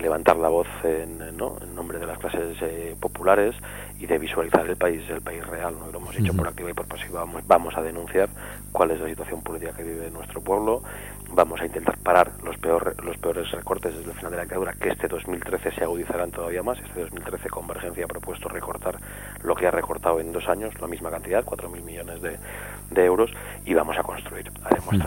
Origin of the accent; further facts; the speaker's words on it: Zamora, Castile and León, Spain; Yo mismo vengo de Zamora